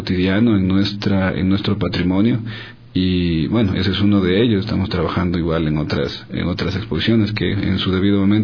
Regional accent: Ecuador; porque nos ayuda a reconocernos un poco más como ecuatorianos

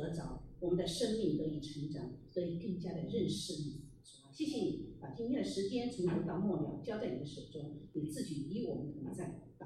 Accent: Sichuan, China; 就好像我们是中国人啊，我是四川人来到了这个地方

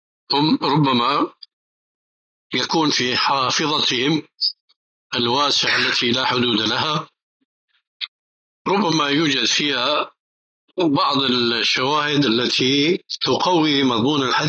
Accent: Syria; كما يقولون عندنا بالشام خليط مليط

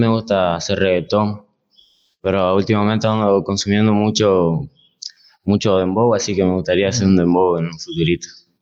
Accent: Argentina; porque somos argentinos y más que nada eso es lo que nos identifica hacia afuera

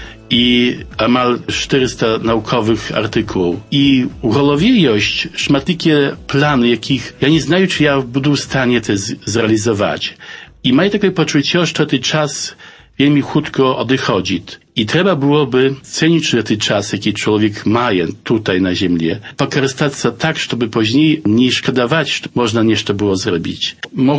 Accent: Aleksicze, Podlaskie Voivodeship, Poland; also born or lived in Białystok; Народився я в Білостоку, хоча дитинство провів у вісці Олексійчі побач Забудова. Там жили мої батьки, там я окончив початкову школу в Олексійчах і пазній тільки поїхав у Білосток і там почав науку у технічному ліцеї.

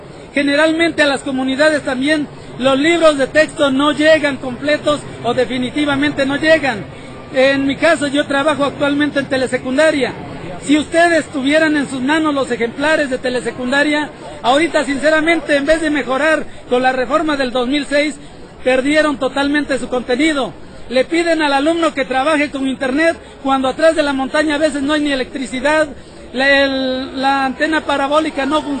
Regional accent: Mexico; nosotros nos identificamos como mexicanos. Si nosotros nos sentimos mexicanos, vamos a luchar porque este país progrese

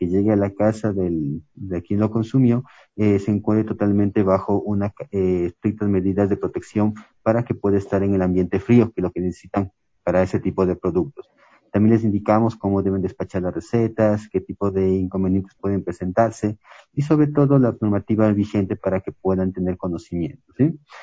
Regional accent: Ecuador; los emprendimientos que tenemos como ecuatorianos

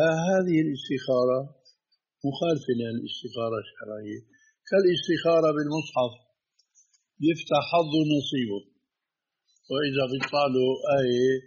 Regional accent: Damascus, Damascus Governorate, Syria; هذه كانت تستعمل عندنا في دمشق

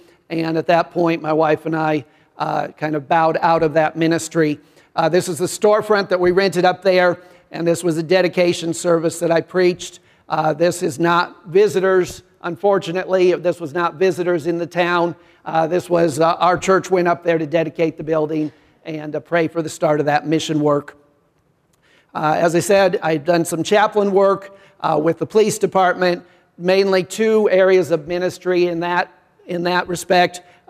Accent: Illinois, United States; I grew up in Illinois, farm boy, and had never traveled, never been out of the country.

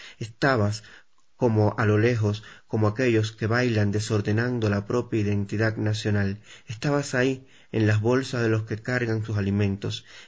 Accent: Holguín, Cuba; born there; en Ediciones Holguín, en mi provincia natal, en el oriente del país, en Cuba.

